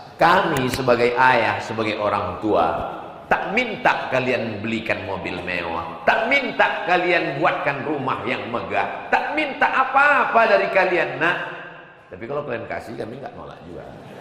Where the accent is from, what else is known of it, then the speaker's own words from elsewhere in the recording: North Sumatra, Indonesia; Di airport pakai baleho, jangan rusak Sumatera Utara. Padahal kampung saya.